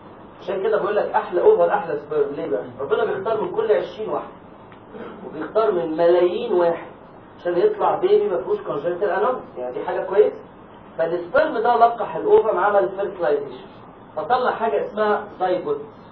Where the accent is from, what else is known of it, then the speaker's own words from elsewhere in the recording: Egypt; يبقى احنا عندنا الكلام ده لسه عندنا في مصر